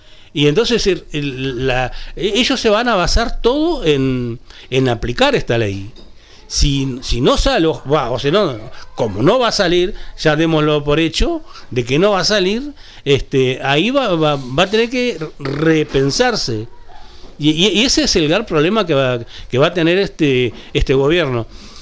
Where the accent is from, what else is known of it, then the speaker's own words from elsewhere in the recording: interior, Uruguay; Yo que soy hombre de tierra adentro también, yo no soy capitalino.